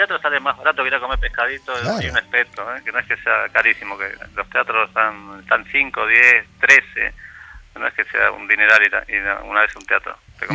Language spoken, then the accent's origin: Spanish; Mar del Plata, Buenos Aires Province, Argentina; Mar del Plata, de donde yo vengo